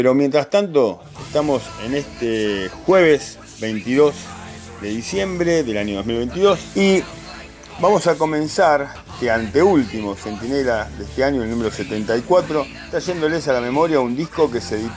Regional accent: Argentina; Como soy argentino y no vivo en un cubito, me tengo que adaptar a la situación

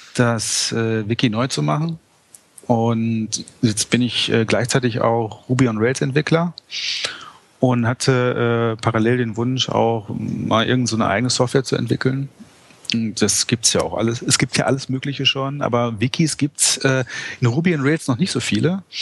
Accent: North Rhine-Westphalia, Germany; ich komme eigentlich aus dem Ruhrgebiet

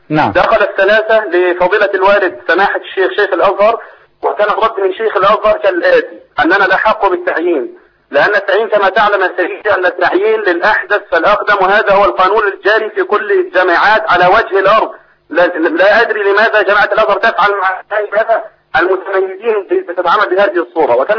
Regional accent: Egypt; لا زالت هذه السياسه القاذره عندنا في مصر

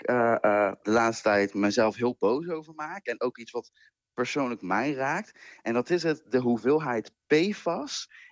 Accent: Zeeland, Netherlands; Ik ben in Zeeland opgegroeid natuurlijk.

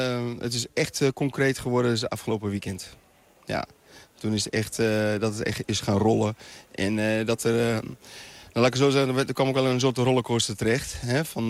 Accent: Noordwolde, Friesland, Netherlands; also born or lived in Lebanon; Maar ik kom hier eigenlijk ook nog niet eens zo ver vandaan. Hè? Ik kom uit Noord-Wolde

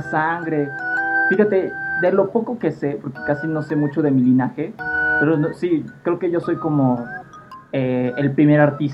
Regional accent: northern Mexico, Mexico; accent: norteño; now in Mexico City, Mexico; al parecer nunca tuve el acento de mi tierra, que es como un poquito norteño el acento que de mi gente, pero no sé, yo siempre he hablado muy un poquito así, como muy neutro. Y ya, ahorita que llevo viviendo aquí tantos años, ya hablo súper chilango

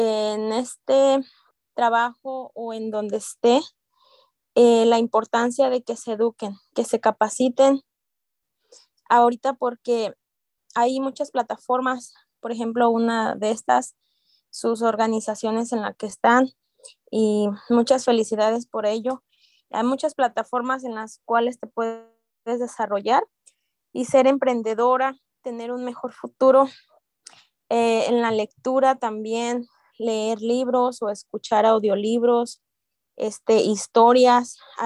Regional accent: Zamora, Michoacán, Mexico; moved away; Tengo 22 años aquí en este país y soy de Michoacán, Zamora, Michoacán.

